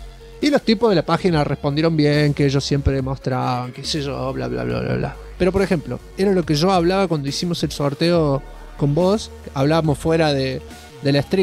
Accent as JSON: {"language": "Spanish", "country": "Argentina", "said": "Yo soy Argentina, me ha vuelto así, ¿eh? Yo no era así cuando era joven."}